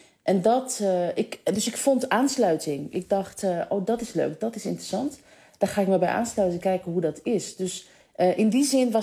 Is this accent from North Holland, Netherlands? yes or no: yes; Amsterdam, North Holland, Netherlands; Kijk, ik ben Amsterdammer.